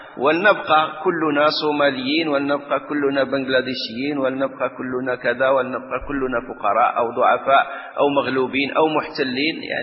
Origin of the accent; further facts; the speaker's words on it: Morocco; الآن مثلا احنا عندنا في المغرب